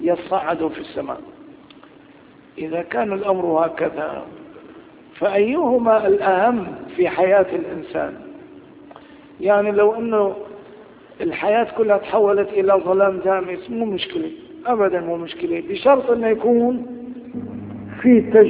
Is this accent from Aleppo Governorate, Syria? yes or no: no; Damascus, Damascus Governorate, Syria; عدت إلى بلدي دمشق مثل هذا اليوم تقريبا